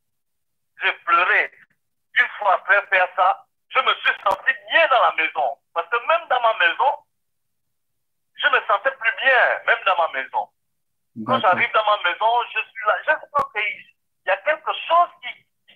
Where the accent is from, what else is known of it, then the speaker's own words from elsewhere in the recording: Gabon; Moi, je suis de nationalité gabonaise. Je suis gabonais.